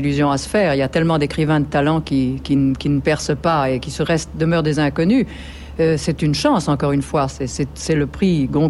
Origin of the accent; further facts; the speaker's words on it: Provence-Alpes-Côte d'Azur, France; je suis provençale, de père, de mère, de grand-père, de grand-mère, et cela depuis pas mal de générations